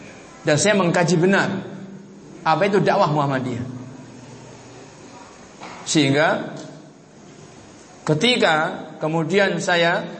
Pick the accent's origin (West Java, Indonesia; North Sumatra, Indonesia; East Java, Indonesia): East Java, Indonesia; Kediri; Di daerah saya, di Jawa sana, di Kediri secara khusus